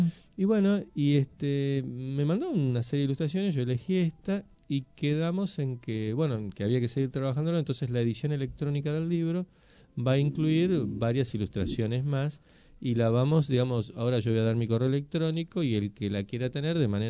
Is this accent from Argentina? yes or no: yes; Buenos Aires, Argentina; si bien soy porteño, soy hijo de gente del interior, de Santa Fe y de Neuquén.